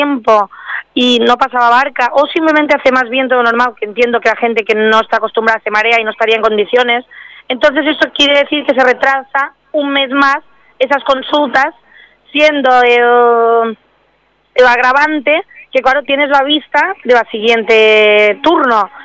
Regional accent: Formentera, Balearic Islands, Spain; incluso que tengan el miramiento cuando somos de Formentera, coger y darnos otras citas a unas horas que podamos coger de barca de ir y de volver

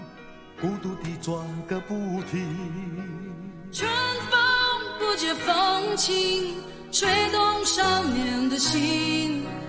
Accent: Hong Kong

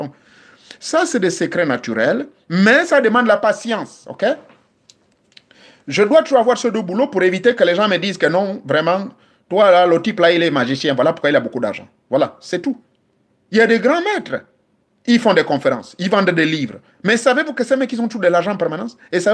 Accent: Gabon; Ça existe même chez nous au Gabon.

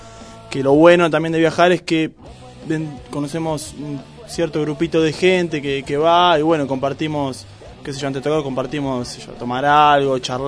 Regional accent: La Reja, Buenos Aires Province, Argentina; De La Reja City.

